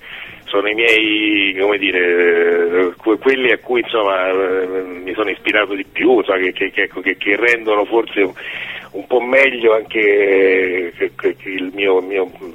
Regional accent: Rome, Lazio, Italy; now in Grottaferrata, Italy; Io sono romano, adesso vivo a Grottaferrata, insomma, però ho vissuto tanti anni a Roma.

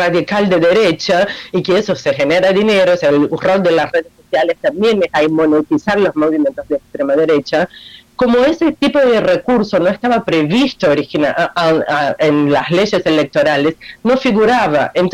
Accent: Brazil; Spanish is a second language; now in Argentina; no solo porque vivo acá y soy brasileña

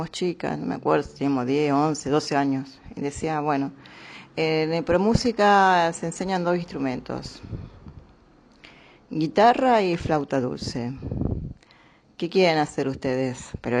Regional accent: Rosario, Santa Fe, Argentina; also born or lived in Córdoba; cuando yo tenía 4 o 5 años, Graciela 3, más o menos, nos vinimos de Córdoba y nos instalamos en Rosario. Entonces no teníamos familia en Rosario.

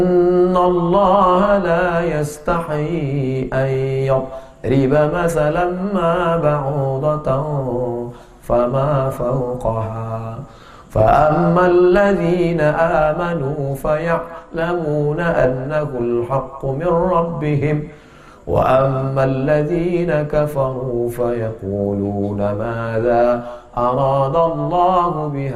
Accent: Riau, Indonesia; now in Medan, Indonesia; Dari Riau, Pak.

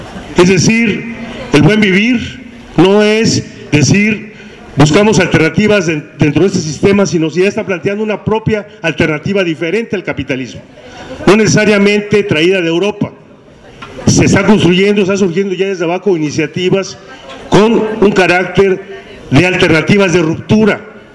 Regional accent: Mexico; ¿Por qué somos incapaces los mexicanos en esta coyuntura de plantearnos ya alternativas radicales?

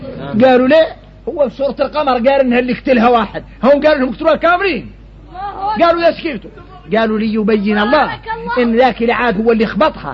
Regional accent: Mauritania; احنا موريتاني

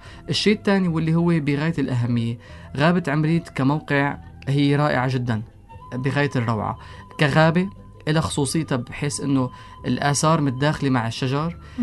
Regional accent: Syria; إلنا كسوريين كعرب ككشافين كإنسان

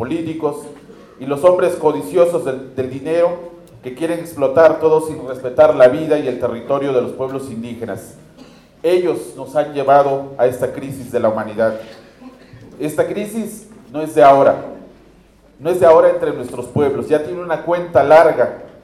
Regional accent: Chapultenango, Chiapas, Mexico; Venimos del norte de Chiapas … de Chapultenango, del norte del estado de Chiapas.

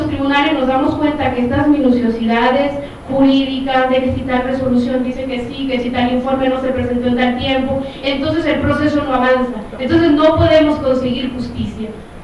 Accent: Guatemala; de Guatemala y veo con la presentación

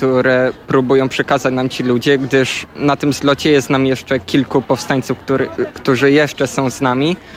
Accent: Kosakowo, Pomeranian Voivodeship, Poland; Ja z Kosakowa.

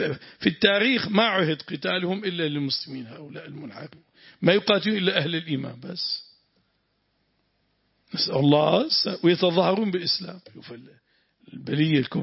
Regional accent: Syria; عندنا في الشام، أريد أن أحضر

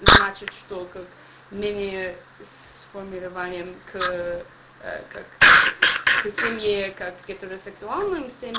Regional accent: United States; Russian is a second language; я не знал, и я приехала из Америки

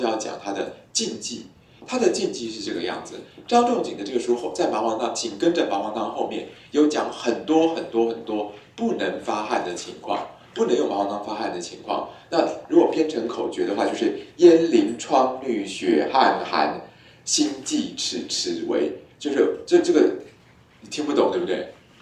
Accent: Taiwan; 不过我们台湾人哈，很多寺庙的那个庙祝都有神通力

